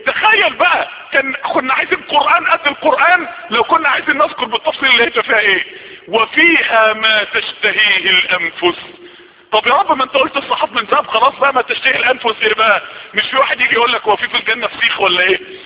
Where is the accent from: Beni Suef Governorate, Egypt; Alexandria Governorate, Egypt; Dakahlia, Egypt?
Dakahlia, Egypt; Mansoura; ما يعرفوش ان انا من المنصورة